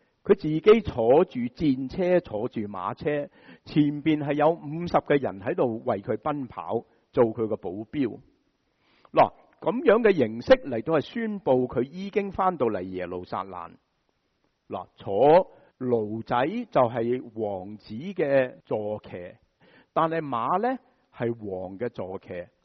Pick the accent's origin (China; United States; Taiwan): United States; 制造形象对我们美国人就很熟悉了